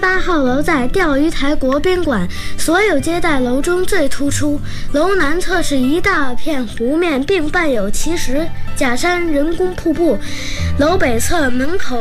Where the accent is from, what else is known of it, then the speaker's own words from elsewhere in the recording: Beijing, China; 京市西城区三里河第三小学一年级的学生。我是一个2010年出生的小北京人，今年正好8岁，标准的10后，生在北京，长在北京，这里是我的家